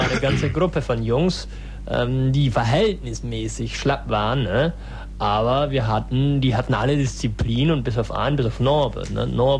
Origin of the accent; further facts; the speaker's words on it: Berlin, Germany; Ich bin aus der Gegend von Berlin. Also und ich bin eine Berlinerin, ne?